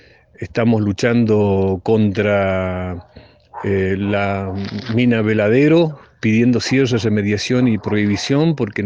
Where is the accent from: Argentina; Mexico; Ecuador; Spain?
Argentina; Jáchal, San Juan; Soy de Hachal.